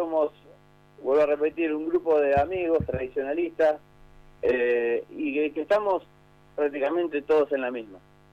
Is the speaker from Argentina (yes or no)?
yes; Berazategui, Buenos Aires Province, Argentina; nosotros somos de Brazategui